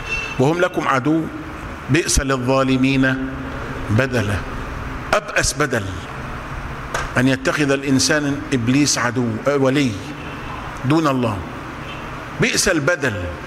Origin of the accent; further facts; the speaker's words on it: Egypt; عندنا في مصر منهم كتير